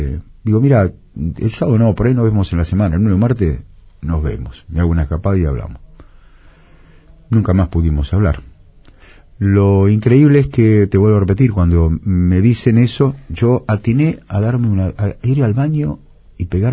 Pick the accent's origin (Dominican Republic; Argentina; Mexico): Argentina; Buenos Aires; yo nací en Corrientes y Pringles.